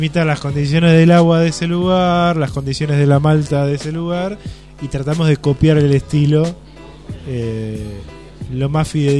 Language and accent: Spanish; Castelar, Buenos Aires Province, Argentina; nosotros somos todo de Castelar